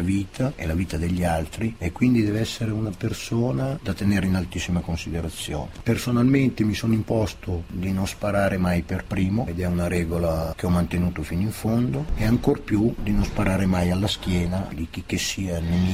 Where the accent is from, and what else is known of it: Milan, Lombardy, Italy; born there